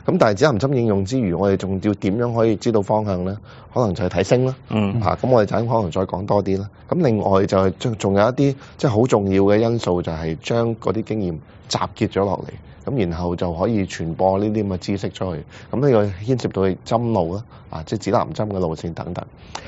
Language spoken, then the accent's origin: Cantonese; China; 我們中國人的這邊的帆呢，就是 將帆呢就分隔了很多部分